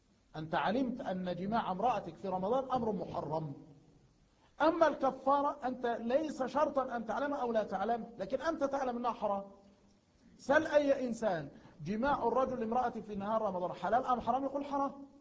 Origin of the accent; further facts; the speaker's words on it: Egypt; مثلا عندنا في مصر